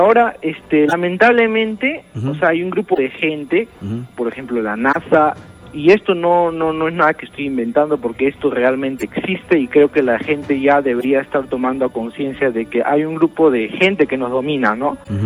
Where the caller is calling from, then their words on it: Villa El Salvador, Lima, Peru; De Villa El Salvador.